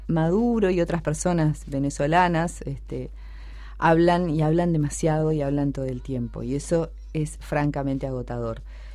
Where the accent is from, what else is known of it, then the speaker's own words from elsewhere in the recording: Argentina; A mí, yo soy argentina y naturalmente me pasa que no veo mucho en los medios de mi país a la gente que representa algunas causas